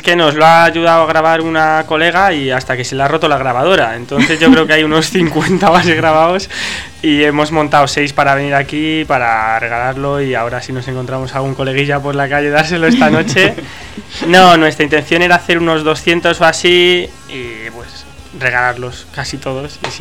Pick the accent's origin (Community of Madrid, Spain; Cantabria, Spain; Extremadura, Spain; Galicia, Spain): Community of Madrid, Spain; Madrid; O sea, nosotros vivimos en Entrevías. Pero... Es verdad, todo hay que decirlo, pero nosotros somos de Tirso de toda la vida.